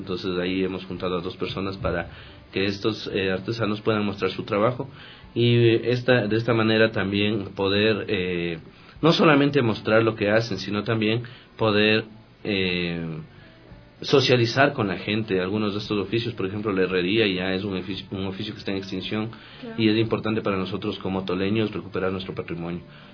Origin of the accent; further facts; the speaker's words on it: Quito, Pichincha, Ecuador; para que podamos como quiteños ya tener una visión clara de lo que tenemos en cada uno de nuestros barrios.